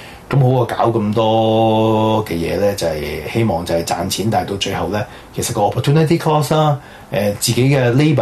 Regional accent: Hong Kong; 我哋細個喺香港嘅時候睇過無線電視翡翠台，

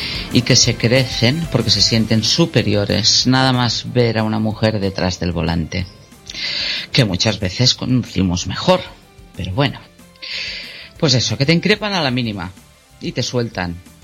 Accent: Barcelona, Catalonia, Spain; born there; pues yo me encuentro situada en el Portal de la Selva. Hace unos años que vivo aquí, aunque nací en Barcelona y aunque tampoco me considere de Barcelona. De hecho, suena muy así, pero me considero ciudadana del mundo.

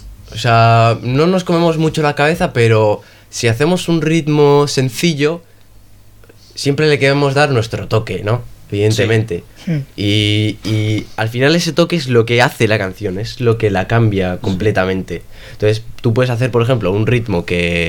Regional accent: Bilbao, Basque Country, Spain; No, yo soy de Charcoaga

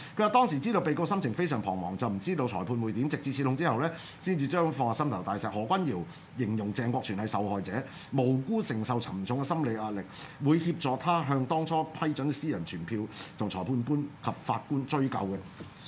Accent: Hong Kong; 我哋香港人而家只有等待黎明嘅啫

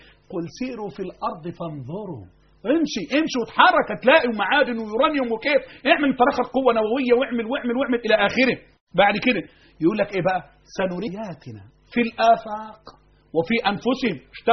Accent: Egypt; أنا كمصري

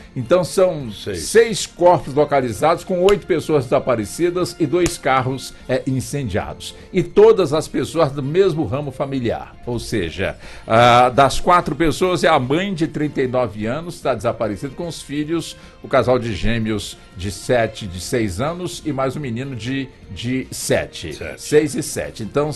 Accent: Anápolis, Goiás, Brazil; E aí, eu nasci lá na Vila São Jorge.

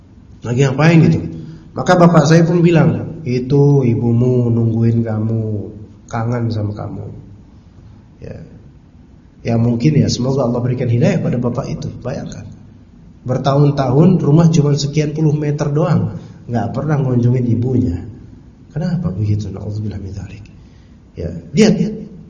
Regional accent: Pasar Minggu, Jakarta, Indonesia; born there; saya nggak ngerti bahasa Jawa karena saya kelahiran Pasar Minggu ya, jadi nggak tahu.

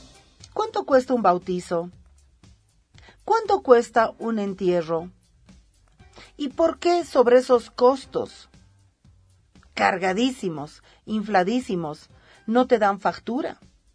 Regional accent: Bolivia; Si nosotras como bolivianas no tenemos ese derecho

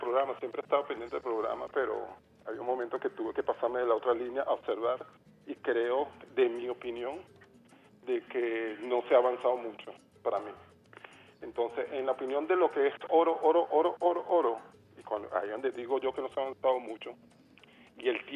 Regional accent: Colombia; pero en mi tierra, en mi capital, ellos hacer su presencia, yo no los oí.

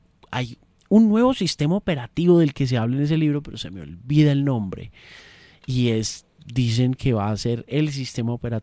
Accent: Colombia; Somos colombianos, orgullosamente colombianos.

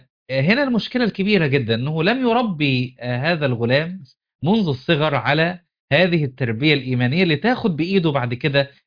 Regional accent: Qena Governorate, Egypt; وإحنا كنا صغار في قريتنا في الصعيد في حافظة قنا

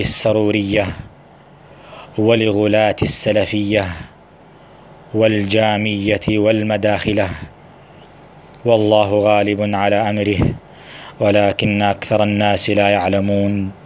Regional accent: Najd, Saudi Arabia; فأنا نجدي ولست بسعودي

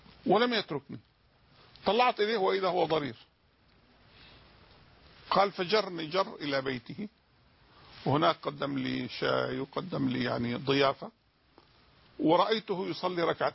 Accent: Jordan; أعظم مسجد موجود عندنا في الأردن يتسع إلى 10,000 واحد.

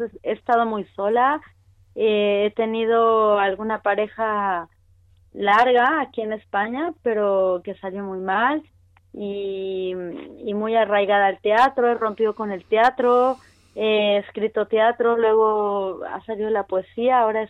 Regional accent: Chile; also born or lived in Mexico; Nacimos en México, yo tengo una hermana melliza y luego nos fuimos con mi mamá y mi papá y mi hermana melliza, nos fuimos a Chile y luego en Chile mis papás se separaron

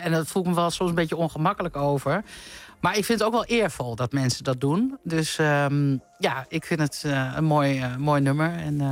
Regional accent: Netherlands; Ik vind niet dat wij als Nederlanders excuses moeten aanbieden.

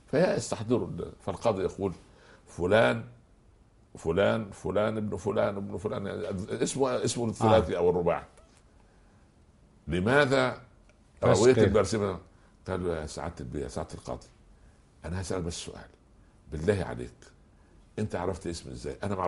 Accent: Egypt; كان عندنا في مصر هذا التعبير

